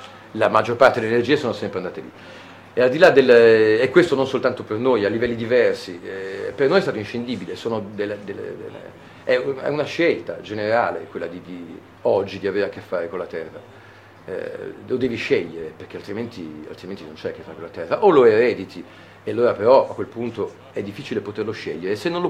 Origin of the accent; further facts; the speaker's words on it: Milan, Lombardy, Italy; moved away as an adult; io sono nato a Milano, come poi si può sentire dall'accento, ci ho vissuto fino a 23 anni.